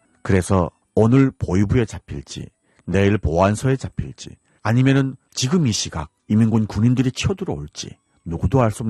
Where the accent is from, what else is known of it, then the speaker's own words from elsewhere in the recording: North Korea; now in South Korea; 진행을 맡은 저는 탈북민